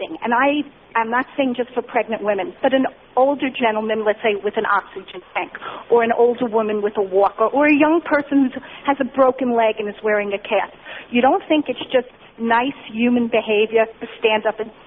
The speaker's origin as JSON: {"language": "English", "region": "New York", "country": "United States", "said": "especially in New York, I'm from New York and I visit there frequently"}